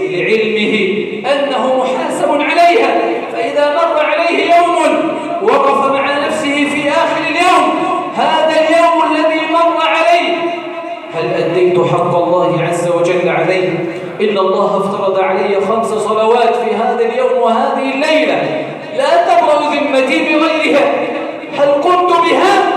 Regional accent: Egypt

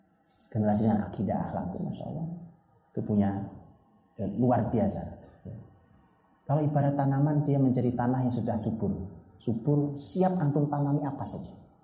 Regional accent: Java, Indonesia; saya sebagai orang Jawa

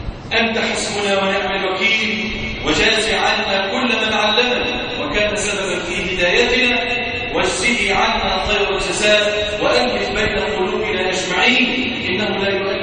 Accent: Egypt; اللهم اجعل بلادنا مصر راحة للهم والأمان

